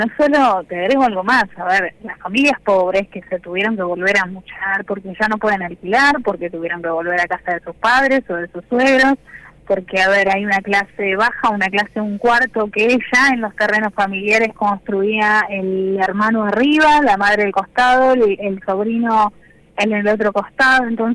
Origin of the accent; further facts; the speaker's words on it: Bahía Blanca, Buenos Aires Province, Argentina; yo soy de la provincia de Buenos Aires, soy de Bahía Blanca, pero a ver, los que somos de Bahía Blanca nos consideramos del sur.